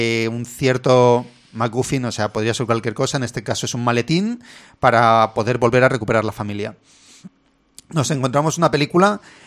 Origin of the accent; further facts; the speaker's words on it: Spain; como somos españoles, de vez en cuando tenemos que soltar un... Porque yo cuando hablo inglés, no sé hablar inglés.